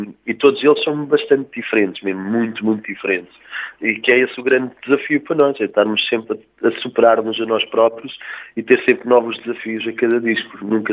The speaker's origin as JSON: {"language": "Portuguese", "region": "Trás-os-Montes", "country": "Portugal", "tie": "born or raised there", "said": "vou lá sempre passar férias, e costumo ir lá, tenho lá toda a minha família, e é uma terra que eu adoro, então Trás-os-Montes é assim o meu berço, será sempre. Eu, antes de dizer que sou português, digo que sou transmontano, sempre, e será sempre assim."}